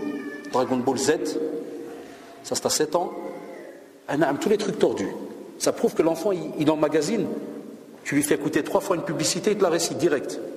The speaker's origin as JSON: {"language": "French", "country": "Belgium", "said": "Chez nous en Belgique, ils sont en train d'essayer de voter une loi pour que l'école soit obligatoire à 2 ans et demi"}